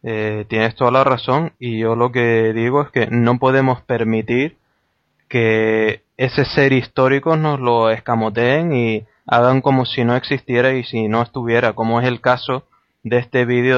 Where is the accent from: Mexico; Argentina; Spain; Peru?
Spain; Canary Islands; de nuestro modo de hablar como canarios con toda naturalidad